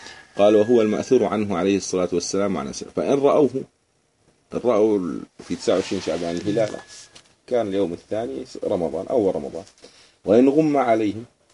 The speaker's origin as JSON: {"language": "Arabic", "country": "Jordan", "said": "عندنا في الصحراء في وادي رم، لأنه الجو صافي"}